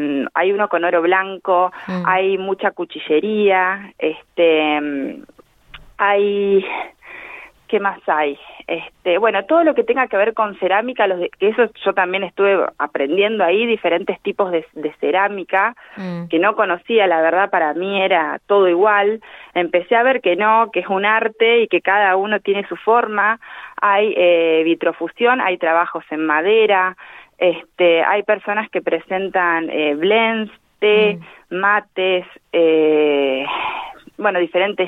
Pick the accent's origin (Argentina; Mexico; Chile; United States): Argentina; como argentinos y tener esta gastronomía tan variada